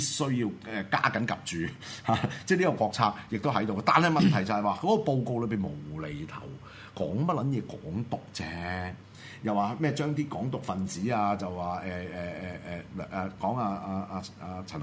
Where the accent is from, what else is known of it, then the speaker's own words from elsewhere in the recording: Hong Kong; 出賣我哋香港人嘅人啊嘛，出賣我哋香港利益嘅人啊嘛